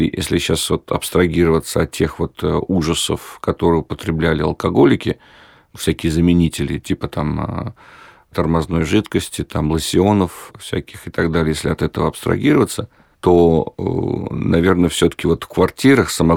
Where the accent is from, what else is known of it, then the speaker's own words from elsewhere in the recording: Georgia; now in Russia; детство провел не в России, в Грузии